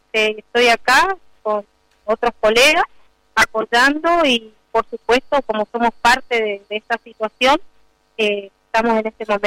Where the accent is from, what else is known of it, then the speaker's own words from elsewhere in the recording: Argentina; Para seguir creciendo como argentinos, la salud, la educación y la seguridad.